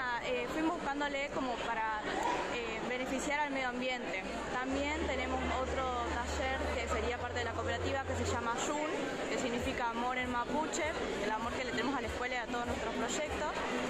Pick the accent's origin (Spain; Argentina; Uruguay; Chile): Argentina; Ingeniero Luiggi, La Pampa; Nosotros somos de Ingeniero Luigi, de la Escuela Provincial de Comercio Mariano Moreno.